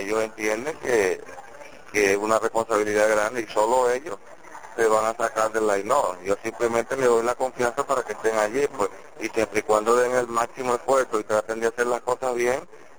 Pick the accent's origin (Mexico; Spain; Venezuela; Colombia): Venezuela; No, somos venezolanos